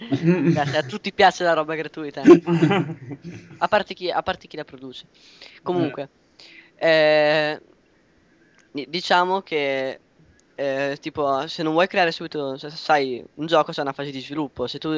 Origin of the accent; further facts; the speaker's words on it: Emilia-Romagna, Italy; ho detto Puglia perché sono romagnolo, quindi distanza